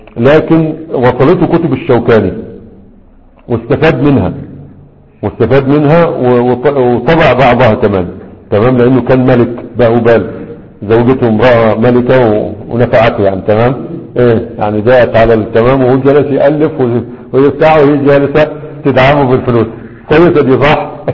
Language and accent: Arabic; Egypt; moved away as an adult; الروضة النبية المشهورة عندنا في مصر اللي كان معنا ودرسناه هناك